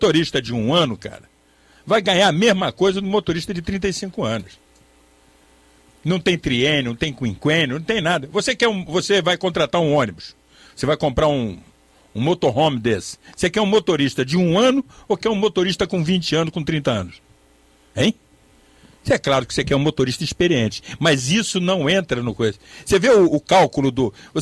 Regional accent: Niterói, Rio de Janeiro, Brazil; é lá na minha cidade, Niterói

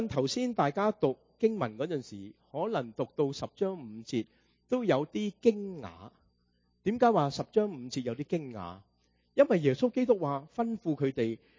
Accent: United States; 我们美国人的文法就乱晒龙

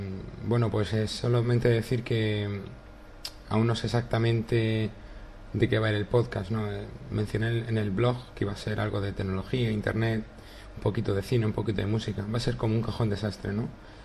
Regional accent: Murcia, Region of Murcia, Spain; soy de Murcia y nada, esta es una segunda prueba de podcast

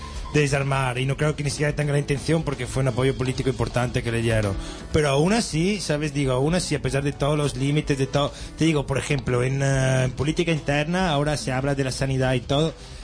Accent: Italy; Spanish is a second language; now in Spain; Mira quién hay en mi país. Por eso, Berlusconi.

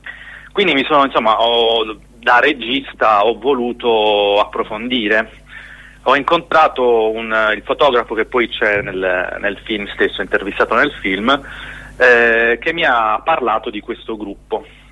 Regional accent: Trani, Apulia, Italy; io sono di Trani, è una città della Puglia che è proprio di fronte al Montenegro e alla Croazia, la parte sud della Croazia

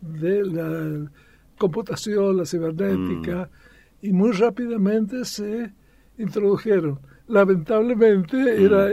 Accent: Catamarca, Argentina; also born or lived in Córdoba; Yo soy catamarqueño, nacido aquí, hice mi infancia y mi secundario en Catamarca y fui a la universidad en Córdoba y después seguí estudiando en distintas partes.

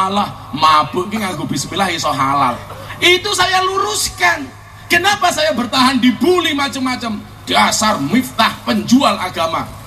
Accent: Lampung, Indonesia; born there; Saya aslinya Ponorogo lahir di Lampung, Puja ke Suma, putra Jawa kelahiran Sumatera.

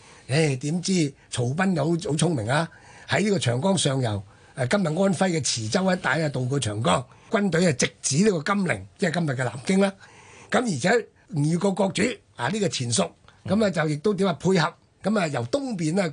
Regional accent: Hong Kong; 我香港人所謂嘅食檸檬啊

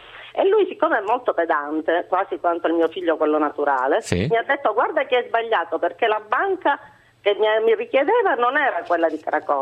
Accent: Palermo, Sicily, Italy; Sì, sono palermitana, anche se ho origini nella provincia di Messina, ma sono palermitana.

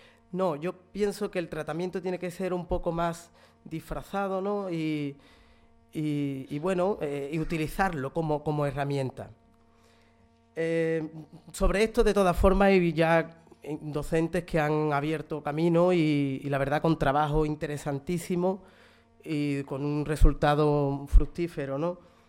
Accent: Jerez de la Frontera, Andalusia, Spain; Simplemente de niño, cosa muy natural en Jerez, me topé con el flamenco

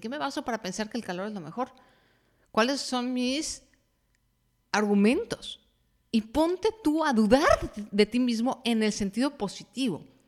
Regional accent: Mexico; Por ejemplo, en mi país, que es México, hay mucho esta idea, por lo menos en la generación en la que yo crecí

